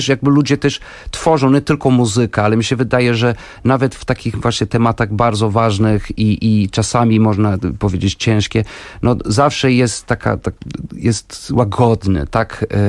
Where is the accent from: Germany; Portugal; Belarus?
Portugal; Porto, Norte; Polish is a second language; also born or lived in Wrocław; now in Warsaw, Poland; No w Warszawie jestem od 8 i faktycznie we Wrocławiu mieszkałem 10 lat, bo jestem wrocławianinem z Polski. Jestem wrocławianinem z Porto.